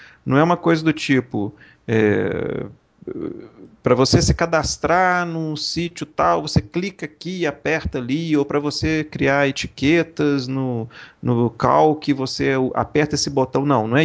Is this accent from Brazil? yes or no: yes; Brazil; sou aquela história, né, sou brasileiro, não desisto nunca, né, sou absurdo, na verdade, não desisto nunca.